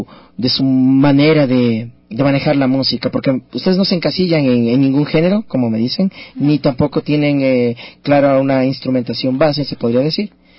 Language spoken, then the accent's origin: Spanish; Ecuador; Porque aquí como ecuatorianos, no todos, ¿no?